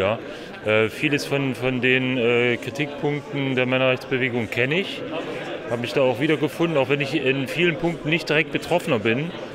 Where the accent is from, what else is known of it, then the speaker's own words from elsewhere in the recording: Saxony, Germany; Also ich komme aus dem Erzgebirge, bin extra hierher gefahren